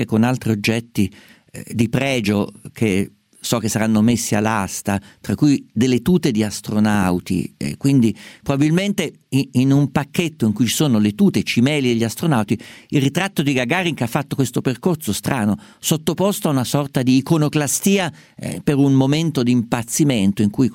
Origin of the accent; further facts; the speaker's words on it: Umbria, Italy; io sono umbro, somiglia un po' alle ceramiche di Deruta come colori e come tipo